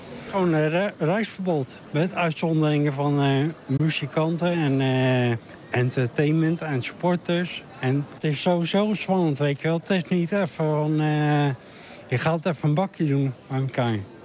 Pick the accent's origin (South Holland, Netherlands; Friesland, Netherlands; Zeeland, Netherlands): South Holland, Netherlands; Dordrecht; Dordrecht.